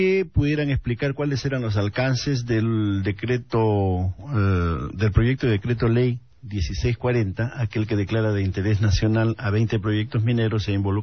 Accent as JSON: {"language": "Spanish", "region": "Tacna", "country": "Peru", "said": "porque yo que vengo de Tacna y ahí hay un proyecto"}